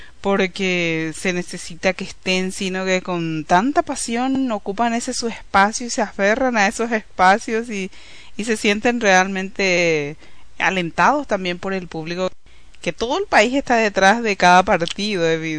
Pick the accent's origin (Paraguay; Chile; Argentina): Paraguay; nuestras visiones también como migrantes paraguayos que estamos aquí